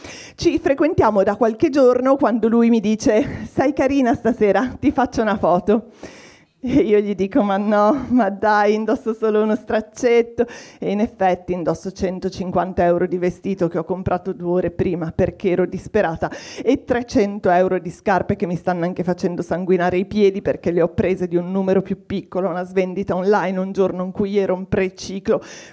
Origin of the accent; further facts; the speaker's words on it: Liguria, Italy; born there; now in Milan, Italy; però io sono nata a Ligure, quindi sono particolarmente oculata nei confronti dei soldi che escono dalle mie tasche, ma vivo anche a Milano da 20 anni